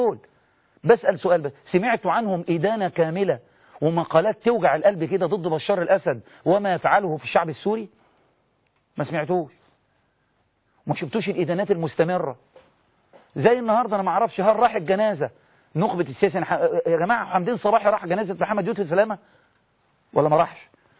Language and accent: Arabic; Egypt; عادي ده، عادي عندنا في مصر ده عادي